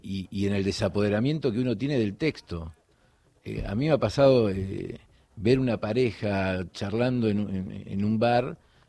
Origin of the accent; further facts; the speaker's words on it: Florida, Buenos Aires Province, Argentina; born there; Florida, provincia de Buenos Aires.